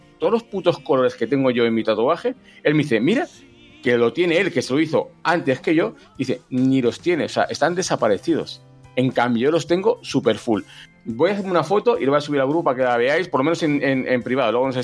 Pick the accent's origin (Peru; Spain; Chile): Spain; Valladolid, Castile and León; Soy de Valladolid, evidentemente.